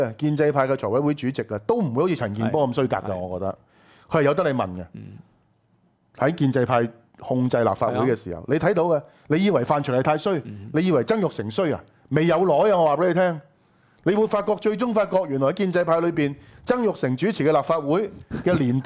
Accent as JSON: {"language": "Cantonese", "country": "Hong Kong", "said": "遠遠超乎我哋香港人過去納税咗咁多年喺醫療、喺教育裏邊所得到嘅嘢"}